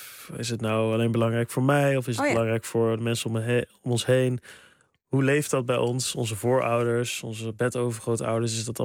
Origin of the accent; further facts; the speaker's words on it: Sprang-Capelle, North Brabant, Netherlands; ik kom uit Brabant. Ik kom uit Sprangkapelle, klein dorpje.